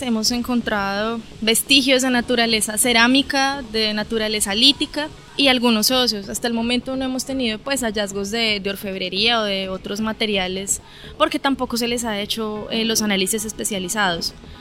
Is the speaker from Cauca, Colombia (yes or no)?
no; Bogotá, Colombia; now in Dabeiba, Colombia; Pues yo no soy de acá, soy de Bogotá, pero vivo aquí en Dabeiba